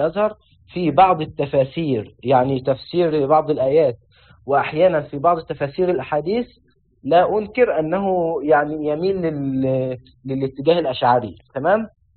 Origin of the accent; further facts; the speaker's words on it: Egypt; لو نظرت للمدارس عندنا في مصر وفي الأزهر